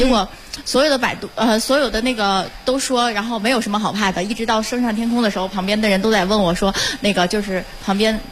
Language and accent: Chinese; Tianjin, China; 哦，我是天津的。